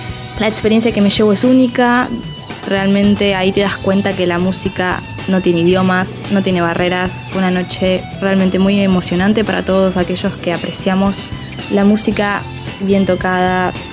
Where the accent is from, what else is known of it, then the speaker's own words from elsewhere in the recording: Buenos Aires, Argentina; de Caballito.